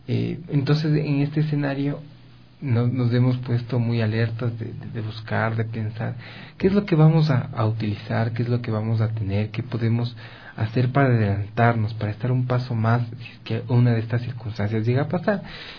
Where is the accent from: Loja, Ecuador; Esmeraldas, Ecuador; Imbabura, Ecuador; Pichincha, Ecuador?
Pichincha, Ecuador; Quito; Esta serie de sismos nos han puesto alerta como quiteños, porque Quito ya ha registrado de actividad sísmica de gran intensidad